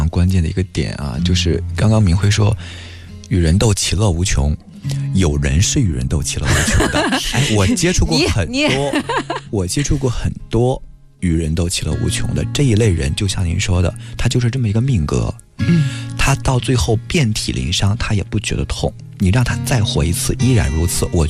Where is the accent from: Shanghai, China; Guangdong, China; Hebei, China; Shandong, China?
Shandong, China; Weihai; 我说我的发小在我们威海老家